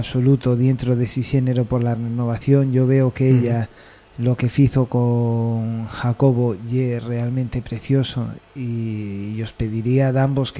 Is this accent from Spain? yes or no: yes; Mieres, Asturias, Spain; born there; Yo nací en Mieres, pero Mieres, toda la familia es tevergana, con lo cual yo siempre digo que en verdad soy tevergano de raza.